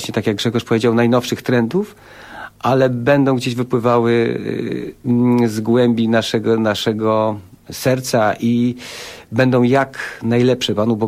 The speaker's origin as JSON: {"language": "Polish", "town": "Częstochowa", "region": "Silesian Voivodeship", "country": "Poland", "tie": "born or raised there", "said": "wychowywałem się w cieniu kościoła Świętej Barbary w Częstochowie. Tam mieszkałem dosłownie parę metrów od kościoła"}